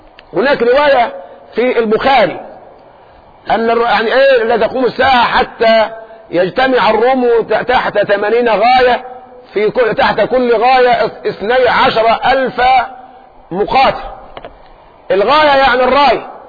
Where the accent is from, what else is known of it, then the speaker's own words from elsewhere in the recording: Egypt; ممكن احنا كمصريين جيشنا كله 500,000